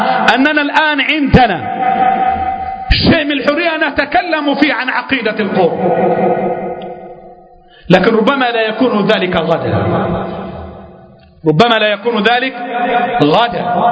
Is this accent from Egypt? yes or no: yes; Egypt; الفقر عندنا في مصر فظيع